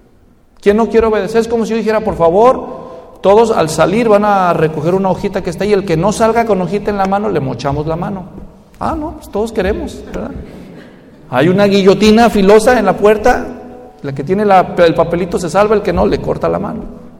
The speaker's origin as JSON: {"language": "Spanish", "country": "Mexico", "said": "para los que somos mexicanos y a veces nos quejamos del gobierno allá"}